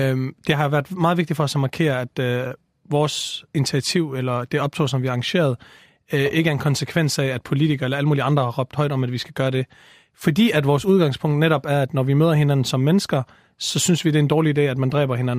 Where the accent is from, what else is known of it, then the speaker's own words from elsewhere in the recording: Vejle, Region of Southern Denmark, Denmark; now in Copenhagen, Denmark; Jeg er 22 år gammel. Altså, man kan høre på min tydelige accent, så er jeg ikke fra det københavnske af. Jeg flyttede herover for cirka et års tid siden, og opvokset i Vejle det meste af mit liv, som er en fantastisk by.